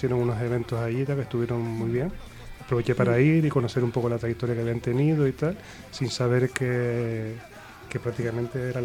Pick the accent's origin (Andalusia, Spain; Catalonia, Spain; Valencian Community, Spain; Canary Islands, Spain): Canary Islands, Spain; now in Madrid, Spain; Yo, por ejemplo, que vengo de Canarias